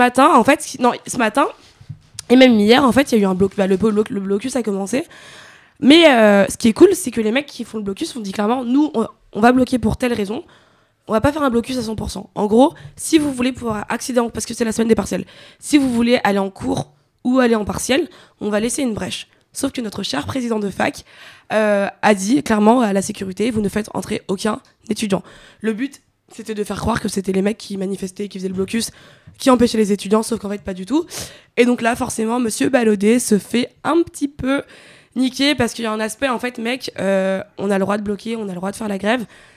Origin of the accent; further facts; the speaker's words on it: Nanterre, Île-de-France, France; alors moi je suis de Nanterre